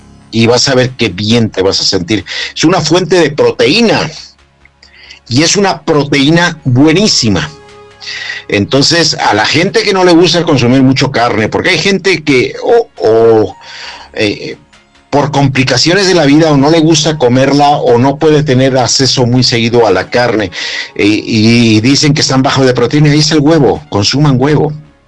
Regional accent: Mexico; como mexicanos tenemos muchas deficiencias importantes

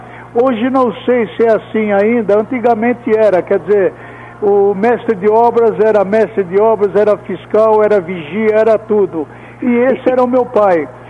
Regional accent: São Paulo, Brazil; meu pai era de São Paulo, Eu mesmo nasci no Brás, na rua Maria Joaquina. O meu pai era da cidade de Amparo, minha mãe nasceu no Canindé, nós éramos daqui mesmo.

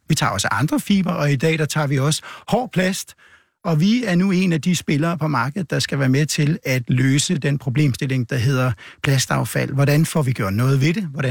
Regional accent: North Denmark Region, Denmark; Jeg kommer fra Vendsyssel, hvor jeg er født, og jeg har holdt meget til ved hav- og strandmiljø og elsker det.

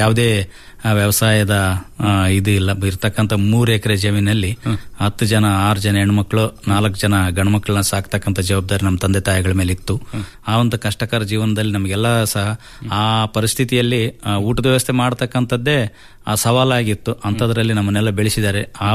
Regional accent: Konasagara, Karnataka, India; ಅಲ್ಲೇ ನಮ್ಮೂರಿನಲ್ಲೇ ಕೋನಸಾಗರದಲ್ಲಿ ಪ್ರಾಥಮಿಕ ಶಿಕ್ಷಣ ಎಲ್ಲ ಮುಗಿದ್ವಿ, ಹೈಸ್ಕೂಲ್ ಸಹ ಅಲ್ಲೇ.

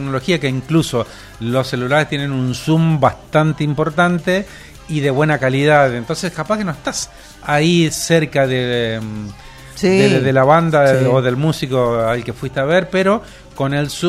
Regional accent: Argentina; Somos argentinos.

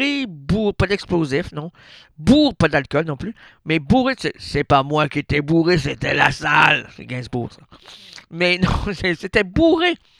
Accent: Sherbrooke, Quebec, Canada; Sherbrooke, pas petite région Sherbrooke, oui, on est une belle ville.

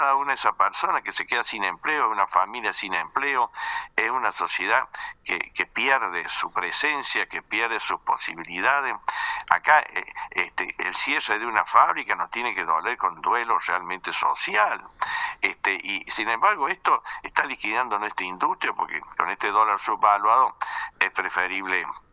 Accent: Argentina; yo como argentino, si veo dos estaciones de servicio, uno que tiene empleado y otro sin empleado, voy a que tiene empleado.

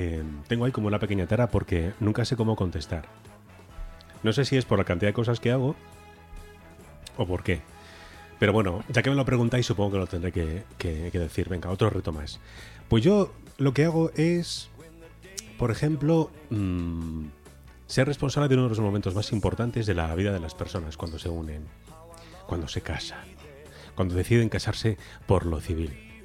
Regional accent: Toledo, Castilla-La Mancha, Spain; Pues yo soy … soy una persona normal y corriente. Y vengo de Toledo, pero mi apellido es aragonés.

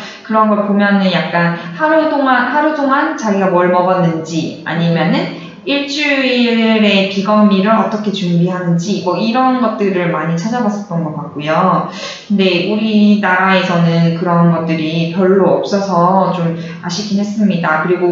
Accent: Haman, South Gyeongsang, South Korea; 저희 동네가 제 고향이 함안이거든요. 그러니까 수박으로 되게 유명한 곳이에요.

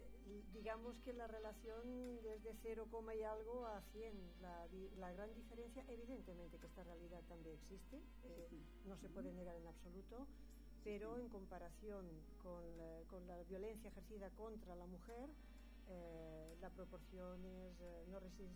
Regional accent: Alicante, Valencian Community, Spain; born there; yo nací en Alicante, de padre de Guadalajara y madre de la provincia de Alicante misma. Tengo 57 años

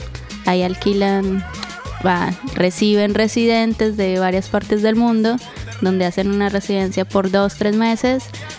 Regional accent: Bogotá, Colombia; moved away as an adult; now in Buenos Aires, Argentina; vengo de Bogotá, Colombia, llevo 4 años en Buenos Aires.

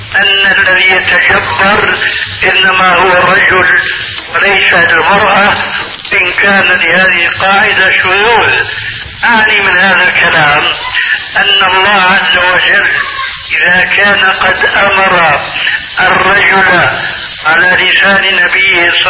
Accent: Syria; كما يقولون عندنا في سوريا بالسريج وبفتيل

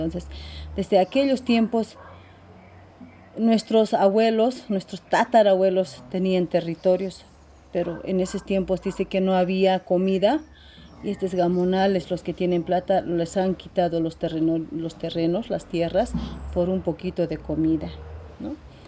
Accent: Puno, Peru; soy de mujer aymara, ¿no? Soy de Puno, Perú.

